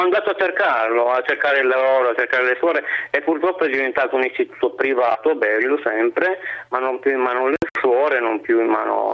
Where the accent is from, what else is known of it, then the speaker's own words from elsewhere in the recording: Turin, Piedmont, Italy; Io ho 66 anni, sono di Torino